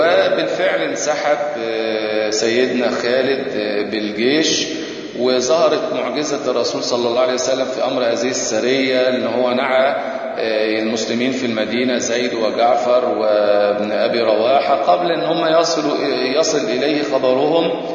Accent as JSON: {"language": "Arabic", "country": "Egypt", "said": "ويمكن دي ما زالت موجودة في بعض القرى عندنا في مصر"}